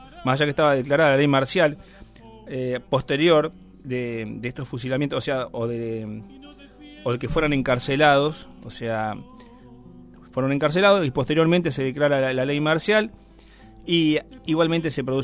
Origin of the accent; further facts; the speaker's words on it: Argentina; nos ha hecho perder mucho de lo que somos nosotros, lo que somos realmente los argentinos, de mirar para adentro